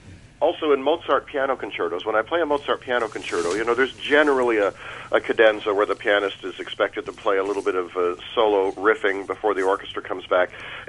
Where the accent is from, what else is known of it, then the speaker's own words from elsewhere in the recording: Canada; now in Houston, United States; So I'm a Canadian living in Houston.